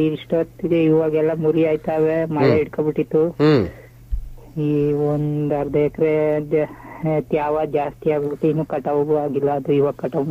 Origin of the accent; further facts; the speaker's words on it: Hulikerekoppu, Karnataka, India; ನಾವು ಮಂಡ್ಯ ತಾಲೂಕು ದೊಡ್ಡ ಹೋಬಳಿ ಹುಲಿಕೆರೆಕೊಪ್ಪು ಗ್ರಾಮದಿಂದ.